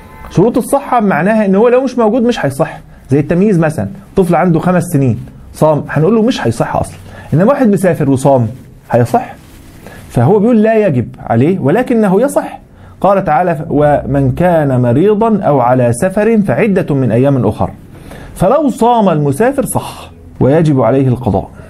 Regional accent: Egypt; عندنا في مصر الحمد لله 7 مراصد بيرصدوا الهلال

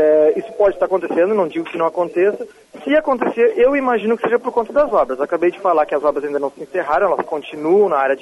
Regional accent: Porto Alegre, Rio Grande do Sul, Brazil; Eu venho de Porto Alegre, uma cidade do sul do país

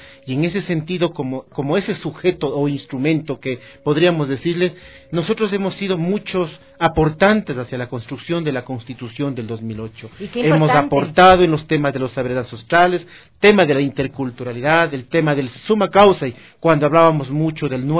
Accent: Huangopolo, Pichincha, Ecuador; yo soy de aquí, de las parroquias rurales del Cantón Quito. La parroquia mía es Huangopolo, mi tierra del cedazo, del arte, de la artesanía, es un pueblo maravilloso

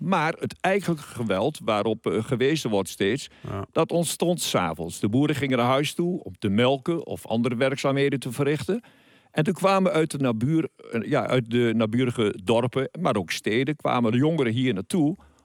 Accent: Oldenzaal, Overijssel, Netherlands; Nee, ik ben van geboorte een Oldenzaler. Ik kom uit Boeskoolstad.

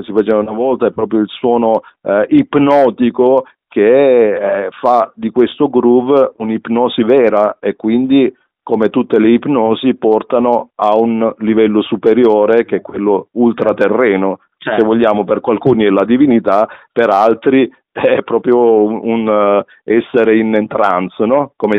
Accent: Galatina, Apulia, Italy; born there; io sono nato a Lecce, nel Salento, a Galatina, poi in particolare, che è proprio la città della Taranta

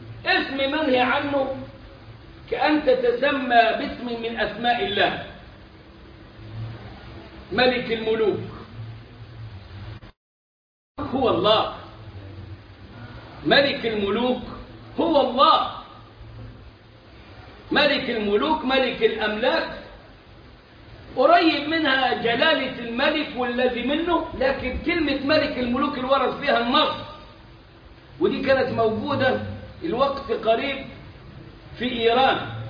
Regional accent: Egypt; في بلاد العرب عندنا احنا كمصريين نعرفها موجوده كثيرا

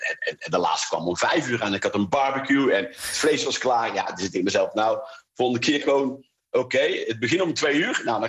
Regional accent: North Brabant, Netherlands; Dus ik ben een Brabander, dat scheelt denk ik ook nog wel.

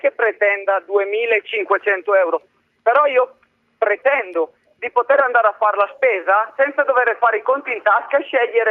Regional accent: Brescia, Lombardy, Italy; Però sono cresciuto nel nord Italia, nel feudo della Lega, perché sono di Brescia.

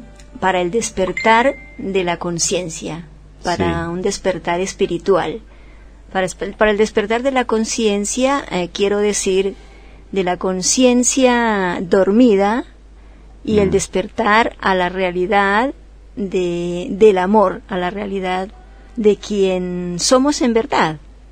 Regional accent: Colombia; soy de Colombia, pero en realidad ya soy una ciudadana universal.

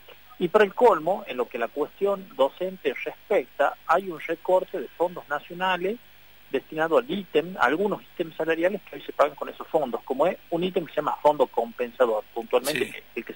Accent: La Rioja, Argentina; incluso yo como riojano, porque yo también soy un riojano que voto acá en La Rioja

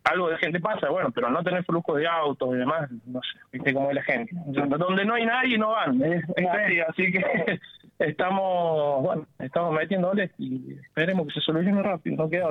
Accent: Villa Allende, Córdoba, Argentina; soy de Villa Allende toda la vida. Me crié acá, lo conozco a toda la gente de acá, así que nada, siempre me gustó, no quiero moverme de Villa Allende porque me gusta demasiado.

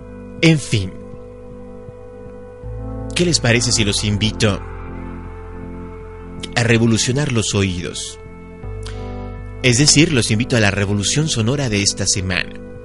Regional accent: Mexico; no están hablando del país México, no están hablando de todos nosotros como mexicanos

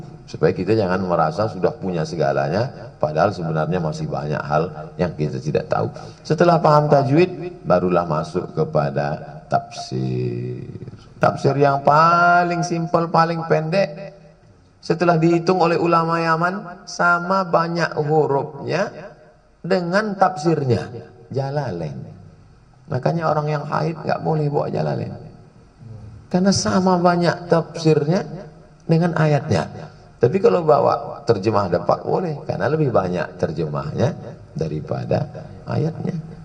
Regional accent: Riau, Indonesia; saya orang Melayu dari Riau

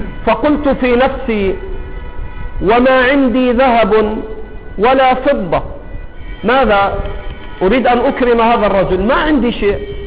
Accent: Egypt; accent: Egyptian; طاهر ولد من ولاده على لهجتنا المصرية.

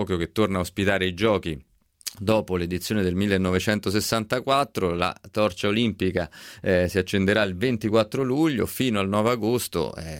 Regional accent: Rome, Lazio, Italy; Da romano parlo degli europei, degli europei di calcio per vari motivi.

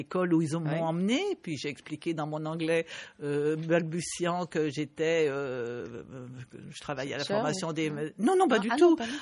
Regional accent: Bangladesh; Par exemple, je viens du Bangladesh. J'étais au Bangladesh au mois de janvier.

